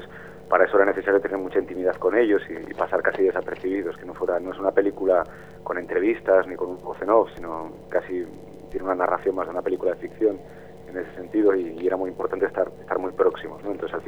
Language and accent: Spanish; Gijón, Asturias, Spain; yo soy de Gijón, no soy de Las Cuencas, pero de un barrio que se llama La Calzada, que es tradicionalmente obrero, donde estaban los astilleros.